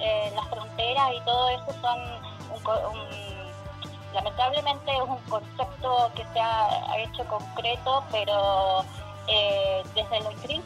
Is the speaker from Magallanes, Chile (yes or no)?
yes; Puerto Natales, Magallanes, Chile; yo soy de Puerto Natales, y muchas familias se sostenían por la economía argentina. Para nosotros era mucho más fácil llegar a Turbio, que nos quedaba que a 40 minutos, que viajar a Punta Arenas, que nos queda 3 horas.